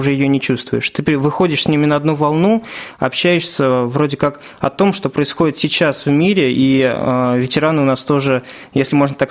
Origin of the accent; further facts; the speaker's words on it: Shuya, Ivanovo Oblast, Russia; now in Ivanovo, Russia; Я сам родом из Шуя, но переехал в город Иваново, поскольку поступил как раз-таки в ВУЗ, стал студентом